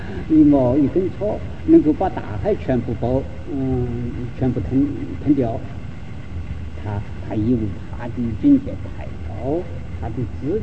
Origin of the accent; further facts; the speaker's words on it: Sichuan, China; 他是我们四川人